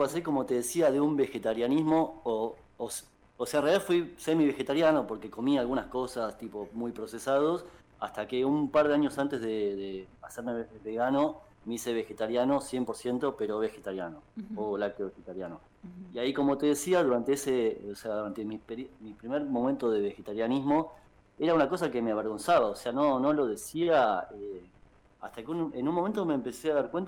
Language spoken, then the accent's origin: Spanish; Buenos Aires, Argentina; now in Gualeguaychú, Argentina; No, soy de Buenos Aires y me fui, ahora estoy justamente en el lugar donde viví antes, y me fui en 2008 a vivir directamente a Gualeguaychú.